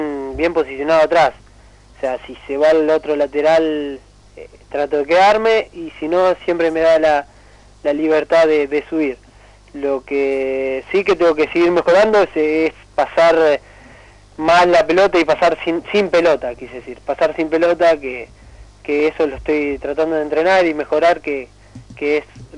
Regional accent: Gualeguaychú, Entre Ríos, Argentina; me fui a un Argentino B, ahí en Gualeguaychú, a mi pueblo

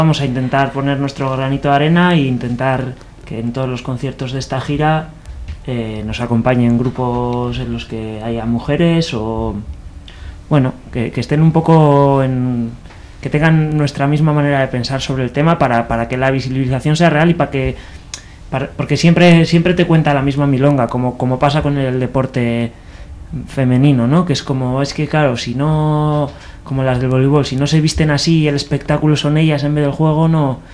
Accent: Bilbao, Basque Country, Spain; yo soy de Bilbao, no soy argentino ni nada.

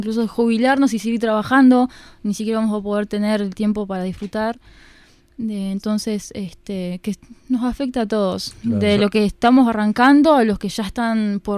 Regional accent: Ciudad de la Costa, Canelones, Uruguay; yo al menos, y bueno, algunos compañeros somos de Ciudad de la Costa

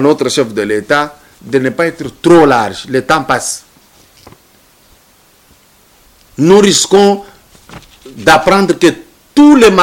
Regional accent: Lubumbashi, Haut-Katanga, DR Congo; now in Kinshasa, DR Congo; Si je rentre chez moi à Lubumbashi là-bas, si je vais au Kasaï, vous allez vite dire, oh non, voilà.

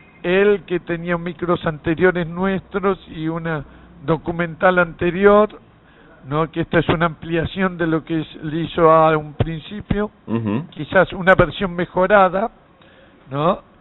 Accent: Buenos Aires, Argentina; de acá de la zona del barrio de Barracas

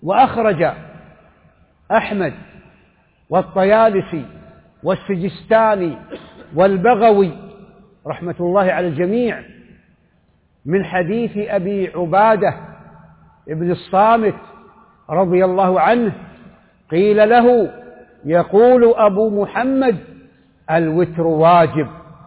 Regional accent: Saudi Arabia; وقد أفضت القول في هذه الجماعة وفي هذه القاعدة في مجالس متعددة في بلدي السعودية وفي مواطن أخرى

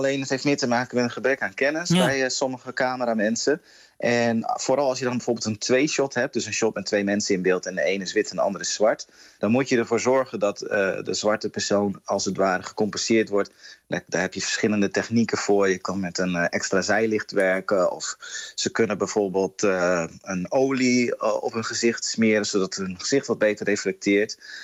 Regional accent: Groningen, Netherlands; En ik kom uit Groningen, dus vanaf woensdag dan volg ik het festival hier in Groningen.

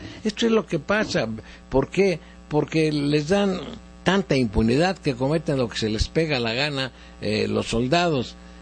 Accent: Mexico; Yo como ciudadano mexicano tengo una opinión.

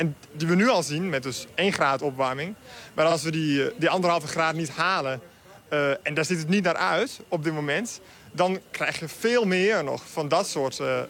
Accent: Copenhagen, Capital Region of Denmark, Denmark; Ik bedoel, ik kom uit Kopenhagen.

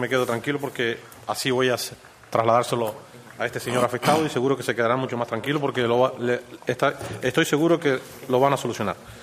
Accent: Ingenio, Canary Islands, Spain; born there; soy canario, no nací en Lanzarote, nací en Gran Canaria, municipio de Ingenio, padres de Valsequillo, mi padre de Valsequillo, mi madre de Agüime.

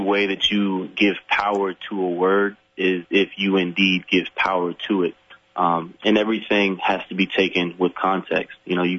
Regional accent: Florida, United States; I grew up in Florida, near Alabama. The part of Florida where I live, they called it Southern Alabama.

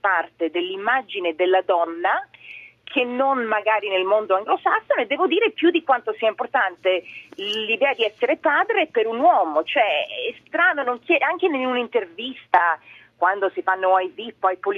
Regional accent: Milan, Lombardy, Italy; born there; sia a Milano dove sono nata che in Sardegna o Sicilia, dove ci sono insomma le mie famiglie di papà e di mamma.

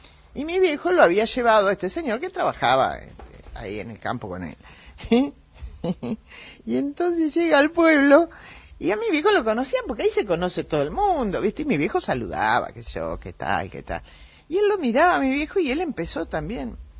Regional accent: Curarú, Buenos Aires, Argentina; yo soy de un pueblo chico, pero no chico, recontra chico. Tan chico que ya no aparece ni en el mapa. Cerca, en el noroeste de la provincia de Buenos Aires, mi pueblo se llama Curarú, donde yo nací, y estuve ahí hasta los 6 años.

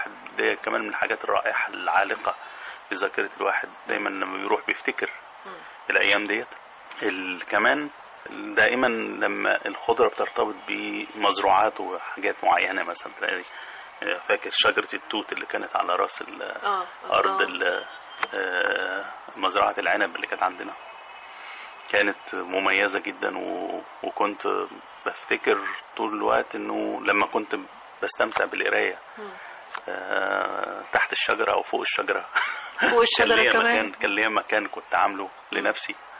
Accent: Sheikh Fadl, Minya Governorate, Egypt; بلدي المنيا، القرية اللي أنا خرجت منها، قرية الشيخ فضلي في شرق النيل في محافظة في مركز بني مزار، كان لي ذكريات خاصة جدا وطابع خاص جدا. قرية في حضن الجبل كانت تجمع بين الخضرة والصحراء

